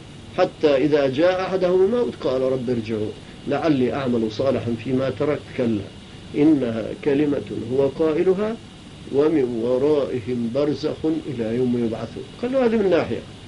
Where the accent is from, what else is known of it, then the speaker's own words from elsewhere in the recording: Palestine; accent: Palestinian; استحى، شاف لهجتي فلسطينية استحى شوية